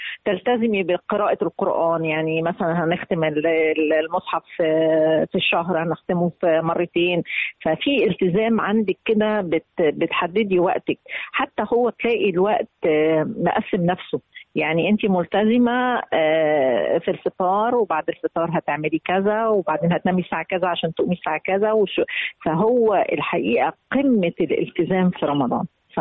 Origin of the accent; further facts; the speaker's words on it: Minya, Minya Governorate, Egypt; أنا بلدي المنيا، أنا صعيدية من المنيا وبعتز بيها. طبعا عروس الصعيد من أجمل بلاد الصعيد الحمد لله، وهي من البلاد اللي فعلا متوسطة